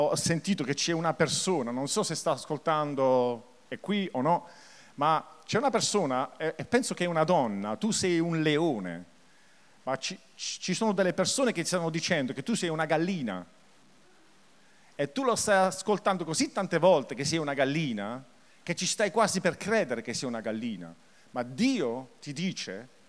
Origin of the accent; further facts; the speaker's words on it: Taranto, Apulia, Italy; Io sono tarantino, perché l'accento forse può ingannare, perché io sono un po' confuso ora tra il francese, l'inglese, il tedesco, ma in effetti le radici sono di Taranto, no? Taranto vecchio, mio padre.